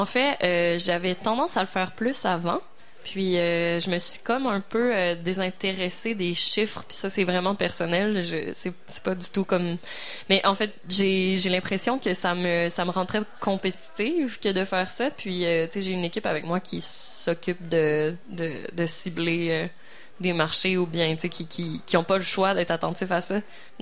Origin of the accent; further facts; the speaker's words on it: Quebec City, Quebec, Canada; Moi, je viens de Québec, donc c'est particulièrement...